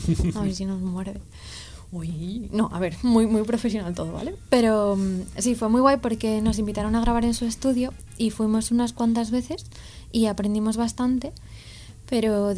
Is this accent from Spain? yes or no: yes; Rivas-Vaciamadrid, Community of Madrid, Spain; soy de Rivas